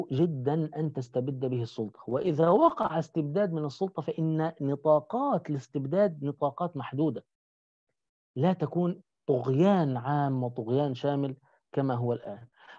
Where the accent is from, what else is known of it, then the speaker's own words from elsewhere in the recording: Egypt; فنحن عندنا في مصر لم ينتهي نظام الوقف إلا مع نابليون ثم مع محمد علي